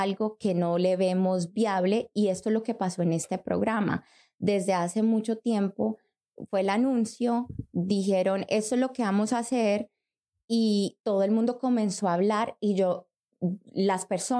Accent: Colombia; yo soy colombiana.

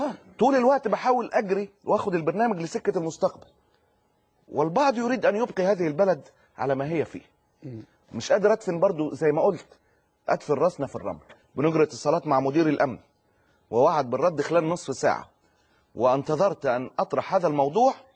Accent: Egypt; يغمي عينينا كمصريين

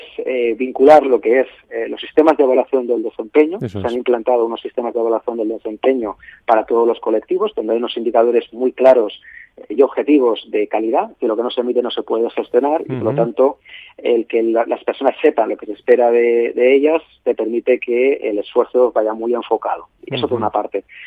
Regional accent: Valencia, Valencian Community, Spain; yo soy de Valencia, estoy aquí en Valencia

